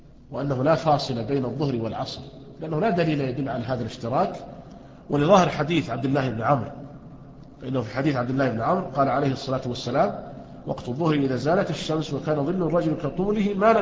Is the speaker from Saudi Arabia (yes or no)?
yes; Riyadh, Riyadh Province, Saudi Arabia; يعني مثلا عندنا في الرياض لا ينعدم الظل،